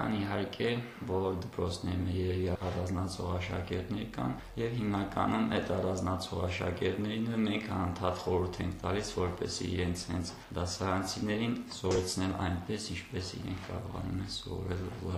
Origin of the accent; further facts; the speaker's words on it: Lisagor, Shusha District, Azerbaijan; also born or lived in Yeghtsahogh; Ծնվել եմ Շուշիի շրջանի Եղծարող համայնքում, բայց տեղափոխվել ենք Լիսագոր և հաստատվել ենք։